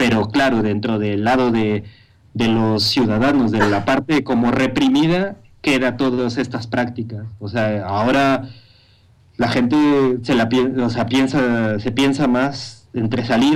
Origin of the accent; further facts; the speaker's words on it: Mexico City, Mexico; now in Madrid, Spain; Yo soy del DF y yo sé que la imagen que mucha gente tiene del DF no se parece para nada a la imagen que yo he vivido